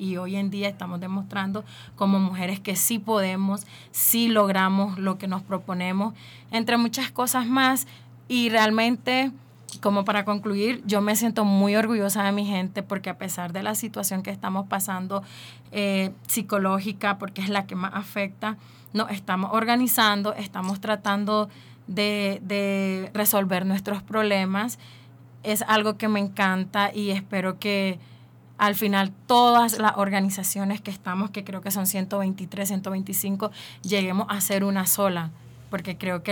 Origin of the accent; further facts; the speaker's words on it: Nicaragua; yo soy de Nicaragua.